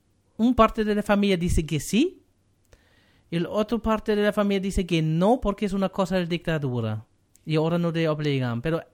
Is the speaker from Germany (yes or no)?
yes; Germany; now in Chile; yo soy alemán y en Alemania nuestro gran día de los alemanes no celebramos mucho